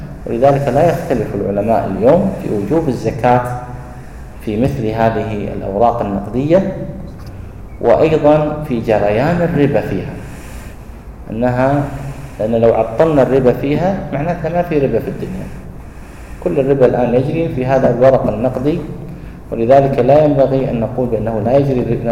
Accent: Kuwait; وهذا الجاري عليه العمل عندنا في الكويت

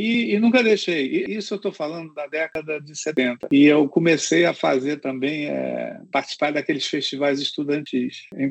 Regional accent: Rio de Janeiro, Brazil; Porque eu sou carioca, vivia em Copacabana

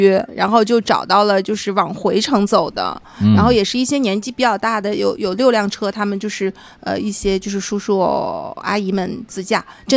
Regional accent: Beijing, China; 我说我从北京来的，

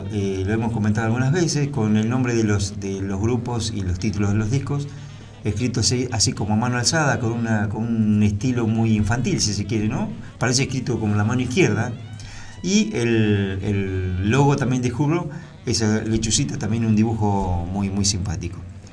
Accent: Norway; born there; Spanish is a second language; soy ante todo un baterista, pero también un compositor y director de bandas. Nací en Noruega en el año 82, vivo en Bergen desde el año 2004.

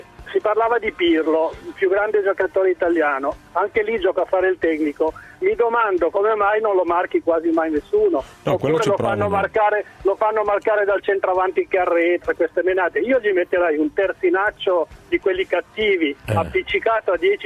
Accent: Piedmont, Italy; now in Savona, Italy; Perché vivo a Savona da 20 anni, sono piemontese

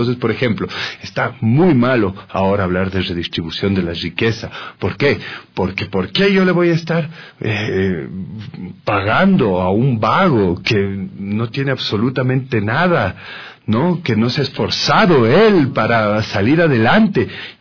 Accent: Ecuador; esas son las opiniones con las cuales nosotros como ecuatorianos tenemos que convivir todo el tiempo

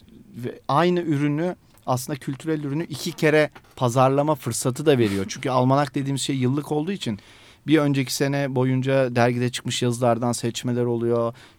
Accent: Istanbul, Turkey; İstanbul tabii bizim şu anda içinde yaşadığımız İstanbul değil. Ben 37 yaşındayım ama Üsküdar'da büyüdüm. İşte 30 sene önce her taraf kırlıktı. Evlerimizin arkası, Bağlarbaşı.

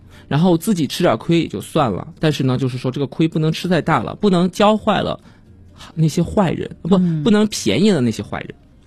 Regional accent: Chengdu, Sichuan, China; also born or lived in Xi'an; 当时因为我们家是成都的，然后我是在成都长大的嘛，可以说成都和西安两个家吧，都有家。

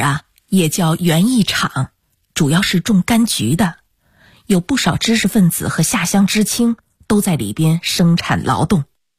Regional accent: Sichuan, China; 我们家吧是那种典型的川西民居，穿斗结构的

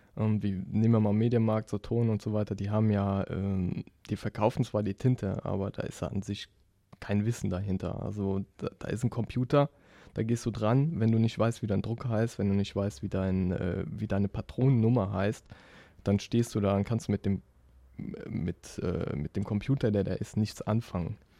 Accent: Rhineland-Palatinate, Germany; now in Hamburg, Germany; Nee, wie man vielleicht an meinem wunderbaren Dialekt hört. Ich komme aus der Eifel. Ganz tief ohne Wald. Nee, ist unter Köln.

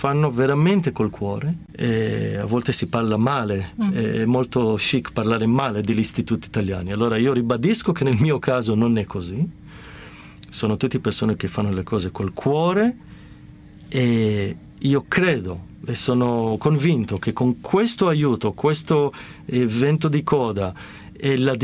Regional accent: Genoa, Liguria, Italy; che mi fa ridere oggi perché da genovese è proprio il binario da dove partono tuttora i treni per Genova

